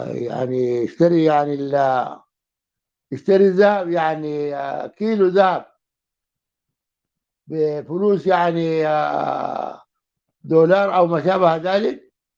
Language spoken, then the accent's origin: Arabic; Sudan; طبعا اغلى من الذهب اللي عندنا في السودان